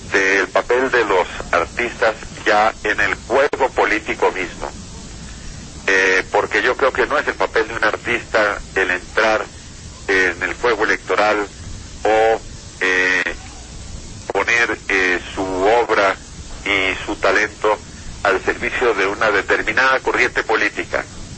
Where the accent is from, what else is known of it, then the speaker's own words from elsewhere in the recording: Colombia; lo cual no quiere decir que yo no siga siendo profundamente colombiano